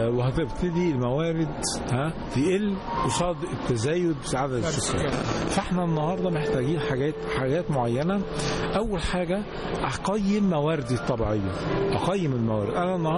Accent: Aswan, Aswan Governorate, Egypt; يا فندم احنا عندنا في أسوان

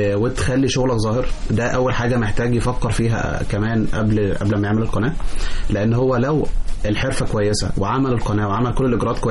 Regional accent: Mansoura, Dakahlia, Egypt; واعرف انا من المنصورة بشوف منظمات كتير عندنا في المنصورة

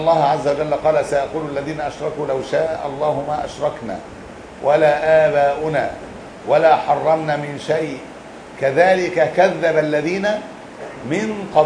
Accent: Egypt; احنا عندنا، انا ما شفتهاش عندنا في مصر

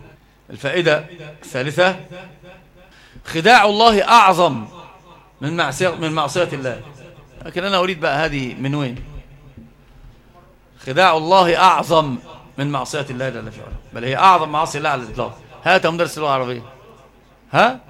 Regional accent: Egypt; وأنت ترى يعني عندنا في مصر

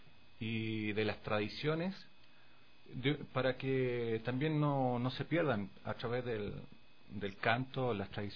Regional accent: Santiago, Santiago Metropolitan, Chile; born there; Bueno, yo nací en el año 81, en Santiago de Chile.

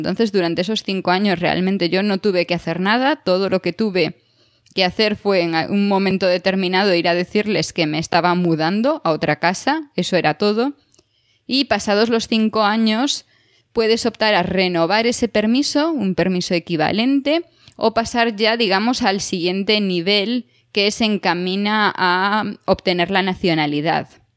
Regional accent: Spain; now in Switzerland; siendo española no tendría ningún problema para tener la doble nacionalidad, porque España lo permite y Suiza también

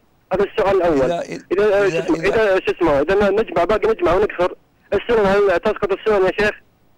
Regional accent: Riyadh, Riyadh Province, Saudi Arabia; أنا من أهل الرياض، لكن أنا مرابط في حد الجنوب في الحرس الوطني.

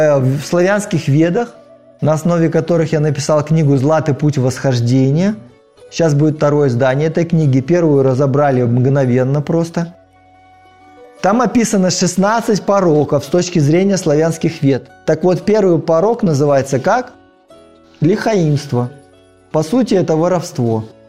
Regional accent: Gomel, Gomel Region, Belarus; born there; Вот я родился в Белоруссии, и рядом с тем городом, где я родился, Гомелем

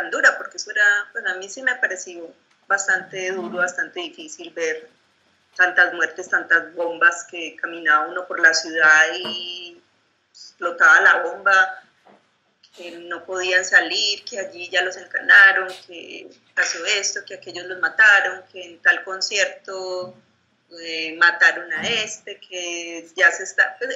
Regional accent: Girardot, Cundinamarca, Colombia; de los que murieron pues del barrio que yo crecí pues en Girardot.

